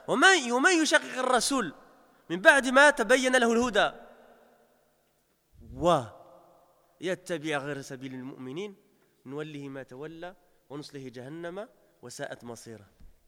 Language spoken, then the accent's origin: French; Belgium; parce que j'ai grandi en Belgique, je suis né en Belgique, j'ai passé plus de 30 ans en Belgique